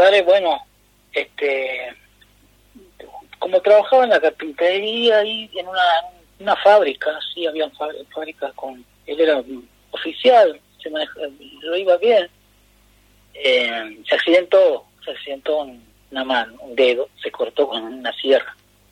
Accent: Guaymallén, Mendoza, Argentina; born there; nací en Mendoza, en Guaymallén, a las afueras, Y bueno, mi padre jujeño, de Mina Pirquitas, con mi madre de Tupiza, se afincaron ahí en Mendoza

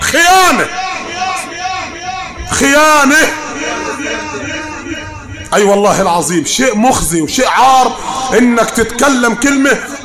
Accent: Upper Egypt, Egypt; مع ان المثل ده احنا مش معترفين به عندنا في الصعيد

